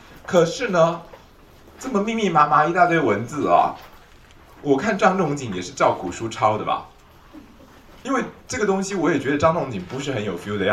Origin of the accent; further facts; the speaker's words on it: China; 所以我们中国人讲的六气之变啊，